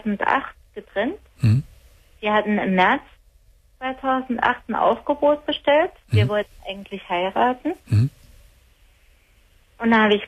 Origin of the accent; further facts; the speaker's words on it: Saarland, Germany; also born or lived in Heidelberg; Ich komme aus dem Saarland, war jetzt aber 7 Jahre in Heidelberg.